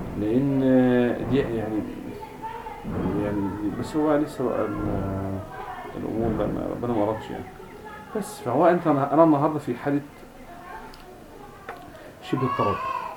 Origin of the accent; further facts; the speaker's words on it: Egypt; ان الدراسات اللغويه عندنا في مصر